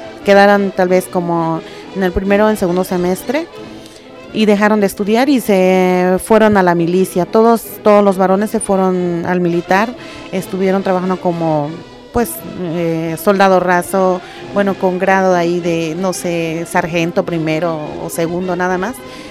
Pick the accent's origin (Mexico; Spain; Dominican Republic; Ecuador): Mexico; Oaxaca; soy originaria de Oaxaca, tengo 39 años, mis padres son indígenas, son campesinos. Soy la quinta de 11 hermanos